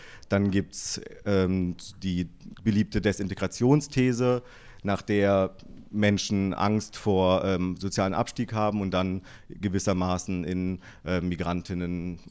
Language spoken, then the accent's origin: German; Berlin, Germany; Also ich bin aus Berlin